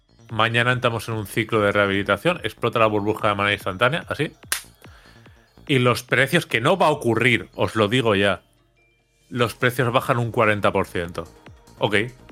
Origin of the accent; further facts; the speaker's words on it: Benidorm, Valencian Community, Spain; Yo soy de Benidorm y aquí siempre ha habido alemanes